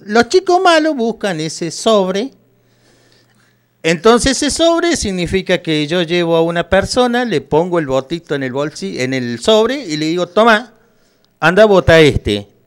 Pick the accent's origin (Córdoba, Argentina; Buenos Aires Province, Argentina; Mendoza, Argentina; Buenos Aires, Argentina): Córdoba, Argentina; como todo cordobés somos así, le sacamos una numerada a la situación.